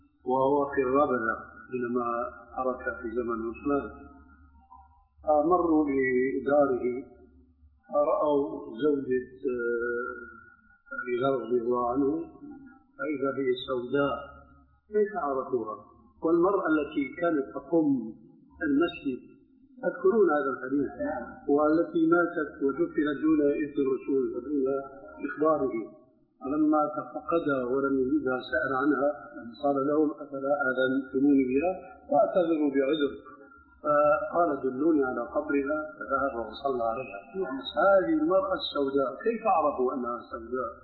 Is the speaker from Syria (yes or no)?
yes; Syria; عندنا في الشام